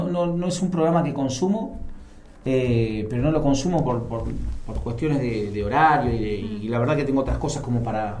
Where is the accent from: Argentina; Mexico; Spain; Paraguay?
Argentina; Yo como sociedad argentina, y me hago cargo también